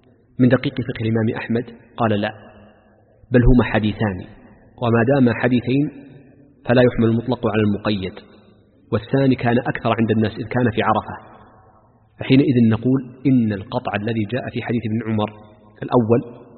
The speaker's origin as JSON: {"language": "Arabic", "region": "Makkah Province", "country": "Saudi Arabia", "accent": "Meccan", "said": "المداس في لهجتنا خاصة في لهجة أهل مكة وما جاورها، المداس هو النعل أكرمكم الله."}